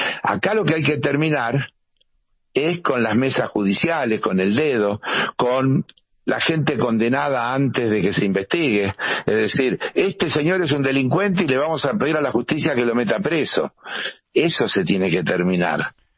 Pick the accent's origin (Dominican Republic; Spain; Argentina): Argentina; Los que estamos ofendidos, en todo caso, somos los argentinos y las argentinas